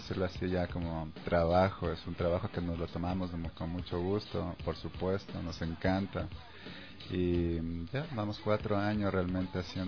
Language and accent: Spanish; Pichincha, Ecuador; La mayoría somos de Carcelén Bajo